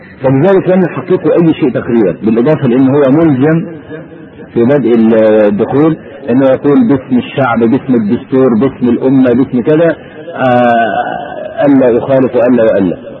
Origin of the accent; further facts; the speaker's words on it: Egypt; يعني مثلا عندنا في مصر دخول البرلمان لا قيمة له